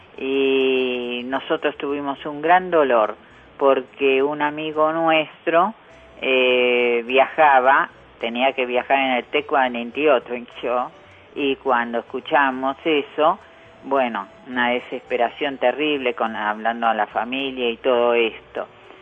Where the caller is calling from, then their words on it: Villa Luzuriaga, Buenos Aires Province, Argentina; de Villa Luz Uriaga.